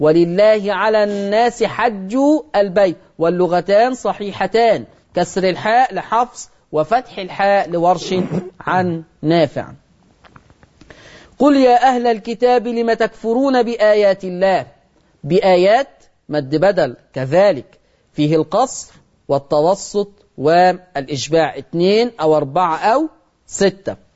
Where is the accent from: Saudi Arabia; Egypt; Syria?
Egypt; accent: Egyptian; ودي لهجتنا كمصريين على فكرة